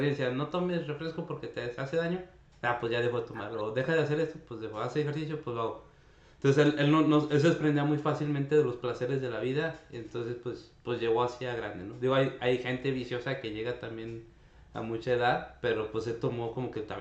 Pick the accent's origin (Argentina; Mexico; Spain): Mexico; Zacatecas; Yo tuve la oportunidad de verlo en teatro, allá en mi terruño zacatecano